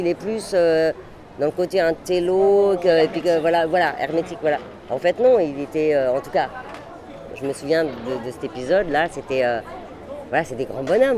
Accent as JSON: {"language": "French", "town": "Metz", "region": "Grand Est", "country": "France", "said": "donc moi je suis de Metz, 57."}